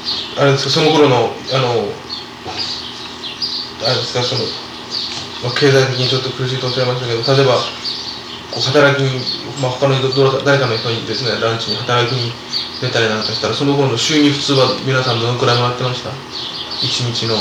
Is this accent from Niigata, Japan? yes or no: yes; Niigata, Japan; born there; now in Tokyo, Japan; 僕はあの新潟の生まれで農家なんですよ、やっぱりね。僕の場合はちょっと逆なんですよね。あの農家のそういう仕事をしてて東京に出てきて